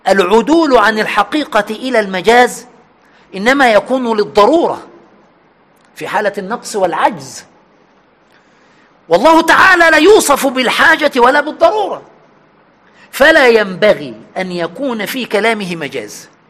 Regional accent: Egypt; عندنا في مصر هنا يتكلمون عن المرأة العفيفة والقوية في دينها

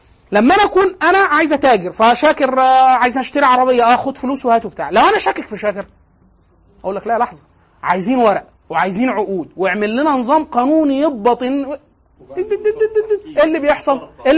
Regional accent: Egypt; زي اللي عندنا في دمياط في مصر

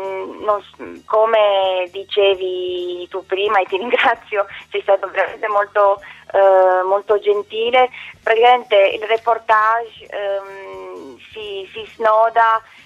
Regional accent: Bucharest, Romania; now in Italy; sono rumena, sono nata a Bucarest, il mio percorso di vita mi ha portato in Italia

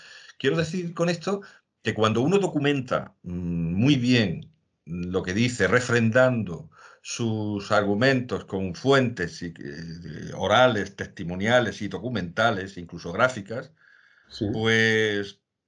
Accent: Andalusia, Spain; en mi tierra, en la provincia de Jaén

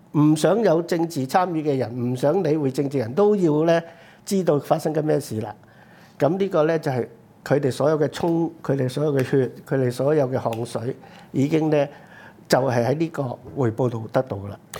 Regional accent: Hong Kong; 只不過我們香港人呢說你循序漸進都去了22年

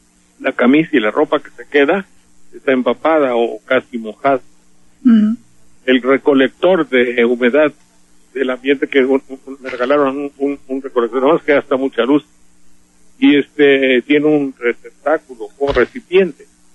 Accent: Veracruz, Mexico; Porque soy de Veracruz

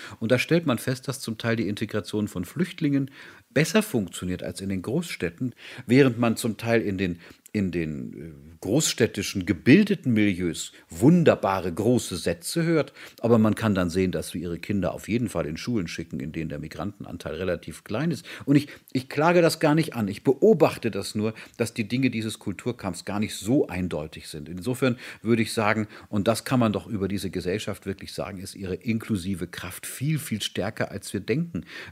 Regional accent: Bavaria, Germany; Ich darf das als Bayer sagen.

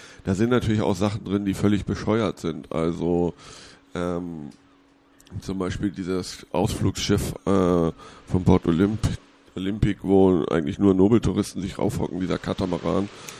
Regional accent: Hamburg, Germany; Es gab aus meiner Heimatstadt Hamburg

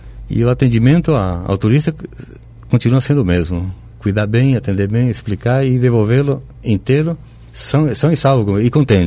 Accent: Itapé, Guairá, Paraguay; now in Foz do Iguaçu, Brazil; Não, eu sou nascido no Paraguai, no interior do Paraguai, minha cidade se chama Itapé.

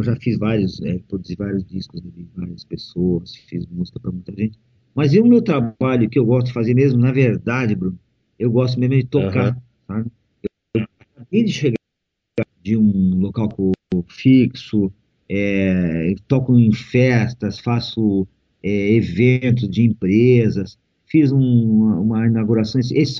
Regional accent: Curitibanos, Santa Catarina, Brazil; Sou de Curitibanos

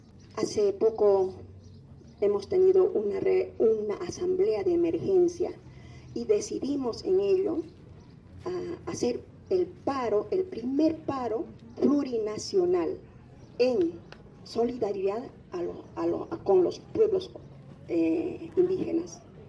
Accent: Puno, Peru; soy de Perú, de un pueblito llamado Julipuno, a las orillas del lago Titicaca.

